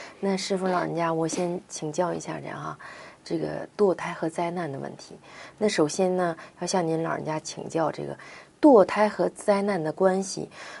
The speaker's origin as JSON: {"language": "Chinese", "region": "Northeast China", "country": "China", "said": "我小时候吃那黄小西红柿，我是东北人，就特别香。"}